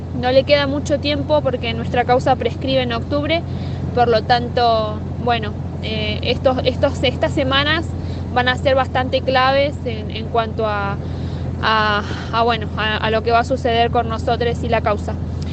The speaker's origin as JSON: {"language": "Spanish", "region": "Chubut", "country": "Argentina", "said": "soy de Chubut"}